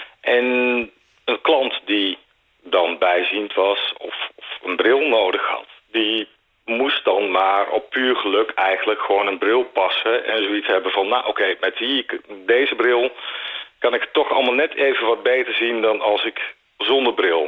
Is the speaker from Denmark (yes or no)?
no; Netherlands; dan zijn we Nederlanders